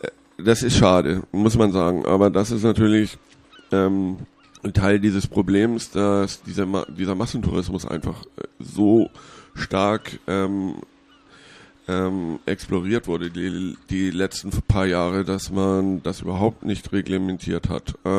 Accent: Hamburg, Germany; Es gab aus meiner Heimatstadt Hamburg

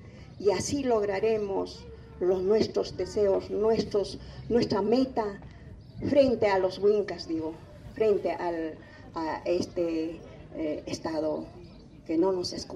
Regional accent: Puno, Peru; soy de Perú, de un pueblito llamado Julipuno, a las orillas del lago Titicaca.

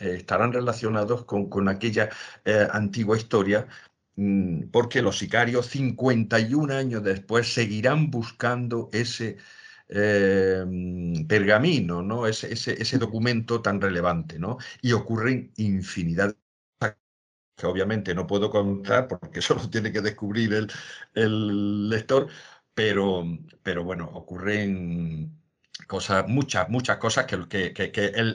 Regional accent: Andalusia, Spain; en mi tierra, en la provincia de Jaén

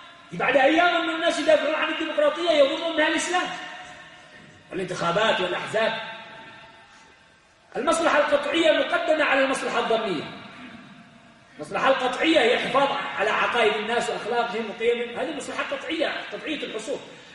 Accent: Yemen; عندنا في اليمن

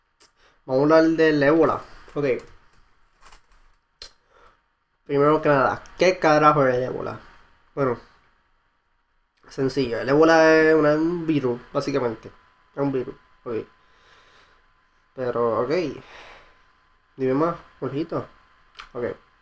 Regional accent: Humacao, Puerto Rico; moved away as an adult; also born or lived in Ponce / Gurabo; now in Seattle, United States; yo soy un joven puertorriqueño, viviendo en Estados Unidos ahora mismo, y nada, yo nací en Ponce, pero mayormente viví en Gurabo y Humacao. Yo me considero más humacaeño.

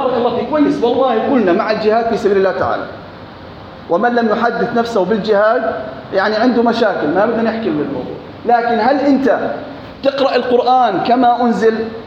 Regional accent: Jordan; أنا أردني

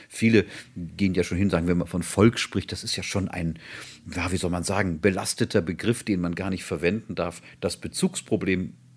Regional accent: Bavaria, Germany; Ich darf das als Bayer sagen.

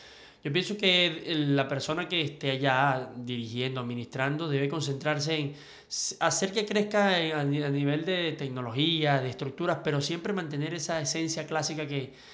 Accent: Ciudad Bolívar, Bolívar, Venezuela; moved away as an adult; now in Caracas, Venezuela; Nací en Ciudad Bolívar. Sí, por allá me crié hasta la mayoría de edad y luego, bueno, me vine a la capital y al tiempo, tengo aquí que 10, 12 años más o menos.

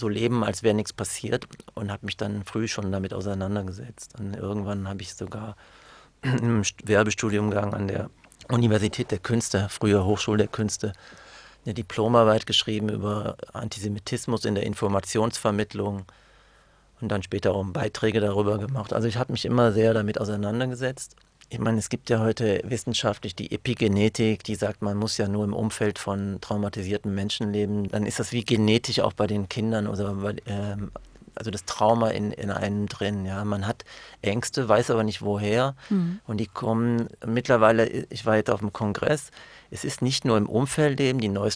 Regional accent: Germany; Als Deutscher, als Jude, also dass ich da in diesem Konflikt war.

